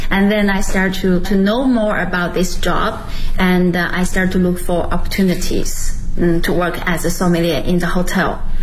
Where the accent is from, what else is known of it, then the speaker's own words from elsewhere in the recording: Shijiazhuang, Hebei, China; now in Beijing, China; I'm originally from Hebei province and Shijiazhuang City.The capital of the Hebei province. And right now I'm working in Beijing